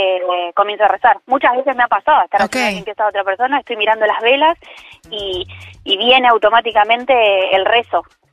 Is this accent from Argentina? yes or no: yes; Verónica, Buenos Aires Province, Argentina; Yo soy de Verónica. Estamos a 200 kilómetros más